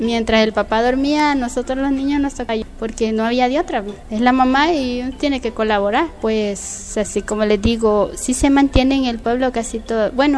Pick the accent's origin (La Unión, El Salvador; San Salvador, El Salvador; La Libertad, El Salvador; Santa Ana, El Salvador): San Salvador, El Salvador; Guazapa; now in Apopa, El Salvador; Yo soy originaria de Huazapa. Actualmente vivo en Apopa porque me casé y me fui para ahí. Pero yo siempre voy a Huazapa, toda mi vida viví ahí.